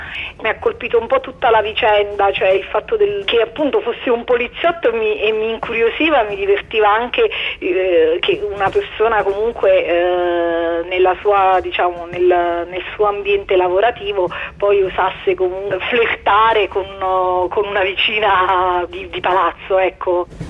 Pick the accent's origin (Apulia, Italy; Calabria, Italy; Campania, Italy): Campania, Italy; Naples; sono di Napoli e ho 33 anni